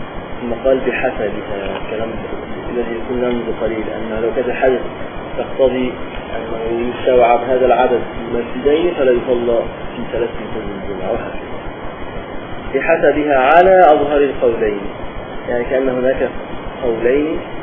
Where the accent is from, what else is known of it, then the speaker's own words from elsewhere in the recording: Upper Egypt, Egypt; كان يحصل عندنا في الصعيد